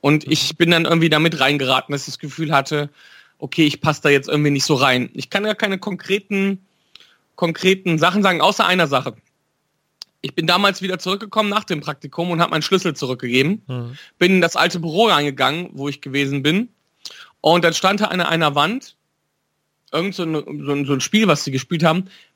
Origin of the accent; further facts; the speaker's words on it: Wipperfürth, North Rhine-Westphalia, Germany; das ist immer eine Stunde Fahrt von Wipperfürth aus, wo ich herkomme.